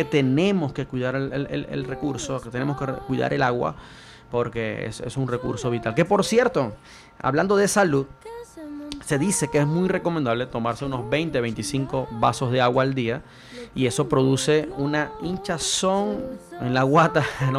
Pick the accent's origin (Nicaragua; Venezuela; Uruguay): Venezuela; now in Chile; Recuerdo cuando estaba en mi país que comerse una manzana era un lujo, porque era una manzana importada. Y no era importada de cualquier lugar, sino que era importada de aquí de Chile.